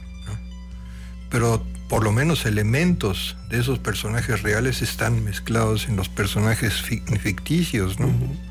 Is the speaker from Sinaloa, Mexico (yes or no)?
no; Teziutlán, Puebla, Mexico; conocí hace muchísimos años allá en mi tierra, en Teciutlán